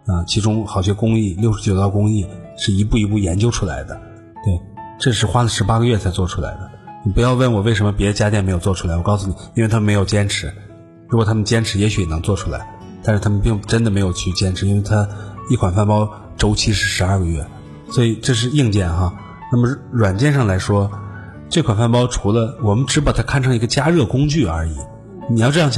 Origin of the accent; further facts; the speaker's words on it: China; 其实是我们中国人也有匠人精神。